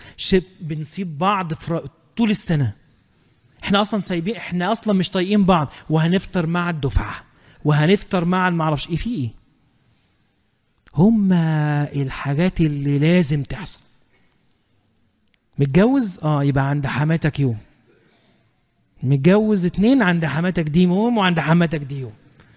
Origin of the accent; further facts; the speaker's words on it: Egypt; واحنا كمصريين بنموت ان احنا نحشي اي حاجة شايفينها